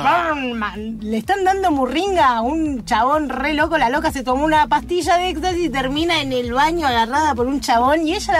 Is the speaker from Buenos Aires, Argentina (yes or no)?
yes; Buenos Aires, Argentina; Soy oriunda de Villa Crespo y un caballito.